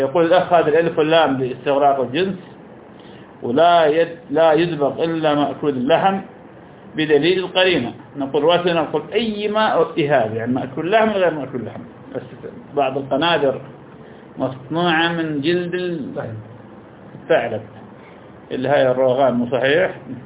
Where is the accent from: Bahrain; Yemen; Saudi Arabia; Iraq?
Iraq; معروف عندنا في العراق مثل الفول السوداني